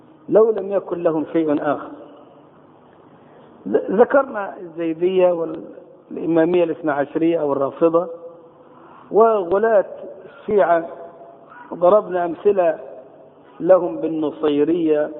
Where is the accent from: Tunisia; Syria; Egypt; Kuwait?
Egypt; في شباب عندنا في مصر